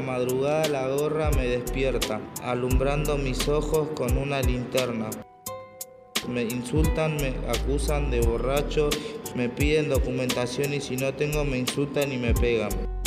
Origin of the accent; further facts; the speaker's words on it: Lomas de Zamora, Buenos Aires Province, Argentina; de Barrio Zona Sur, provincia Loma de Zamora.